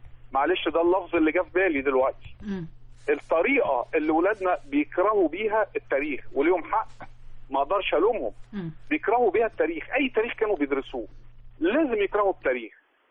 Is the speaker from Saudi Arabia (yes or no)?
no; Alexandria, Alexandria Governorate, Egypt; من اسكندريه.